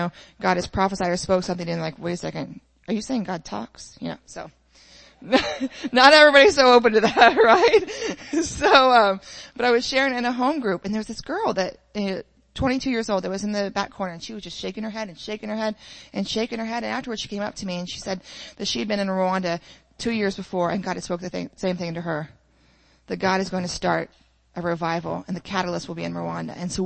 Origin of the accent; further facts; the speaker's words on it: Greenville, Ohio, United States; You know, I was raised in Greenville, Ohio, a little farm town.